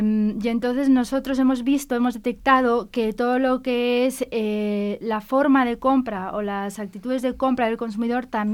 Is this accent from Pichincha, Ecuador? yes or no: yes; Quito, Pichincha, Ecuador; Es precioso, sobre todo Quito, que es de donde soy yo, es muy, muy bonito.